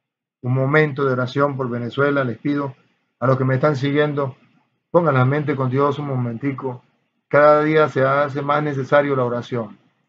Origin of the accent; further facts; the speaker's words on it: Guatemala; now in United States; desde Estados Unidos. Pero soy de Guatemala, soy un fiel oyente.